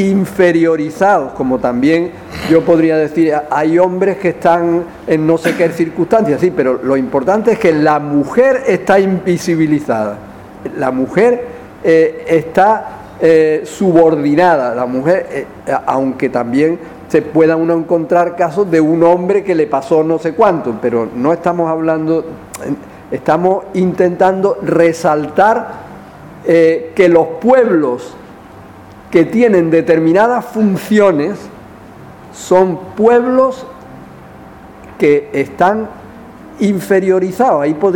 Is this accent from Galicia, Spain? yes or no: no; Andalusia, Spain; Esa nuestra liberación es una liberación como trabajadores, también como andaluces y también como mujeres.